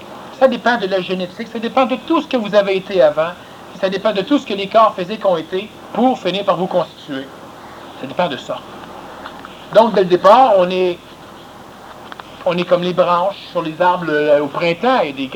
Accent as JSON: {"language": "French", "country": "Australia", "second_language": "French", "said": "Moi, j'ai répondu « Oui, puis il y a plusieurs qui pensent que je suis un gourou. Je viens d'Australie"}